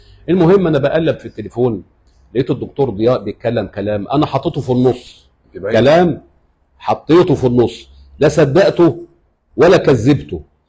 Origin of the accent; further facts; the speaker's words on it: Qalyubia, Egypt; أنا من محافظة القليوبية